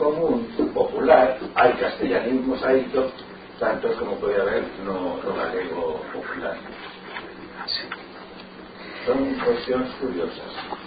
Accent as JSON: {"language": "Galician", "region": "Galicia", "country": "Spain", "said": "presentámonos como galegos"}